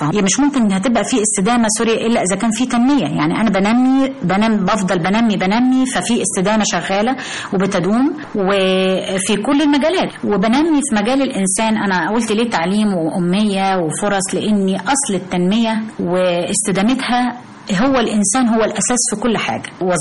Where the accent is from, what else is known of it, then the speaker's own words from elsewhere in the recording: Egypt; طبعا طبعا أفتخر جدا جدا إن أنا مصرية وإن أنا فايزة بالجنسية المصرية.